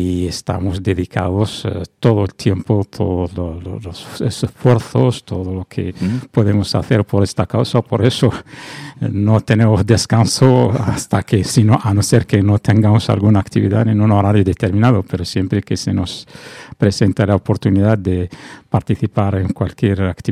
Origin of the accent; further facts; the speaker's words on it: Western Sahara; Sí, yo soy saharaui, somos del Sáhara Occidental.